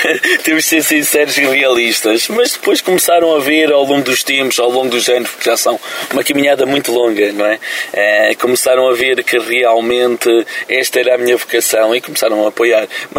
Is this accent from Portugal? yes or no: yes; Cantanhede, Centro, Portugal; born there; Esta é a minha diocese onde eu nasci na Pecoriça, Cantanhede.